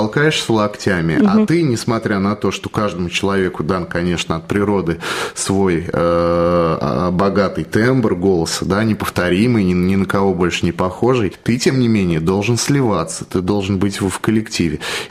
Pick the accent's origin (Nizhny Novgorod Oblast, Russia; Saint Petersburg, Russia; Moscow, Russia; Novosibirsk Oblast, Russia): Nizhny Novgorod Oblast, Russia; Nizhny Novgorod; born there; я родился в Нижнем Новгороде, так что можно сказать, что почти земляк.